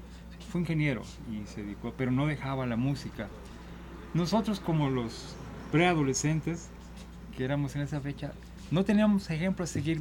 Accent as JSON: {"language": "Spanish", "town": "Guadalajara", "region": "Jalisco", "country": "Mexico", "tie": "born or raised there", "said": "Mira, soy originario de aquí, de Guadalajara, Jalisco. Yo me crié en el barrio de Analco"}